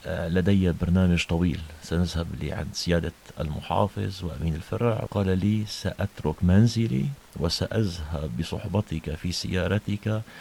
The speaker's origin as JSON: {"language": "Arabic", "town": "Latakia", "region": "Latakia Governorate", "country": "Syria", "tie": "born or raised there", "said": "سيدتي المحترمة، أنا ابن اللاذقية."}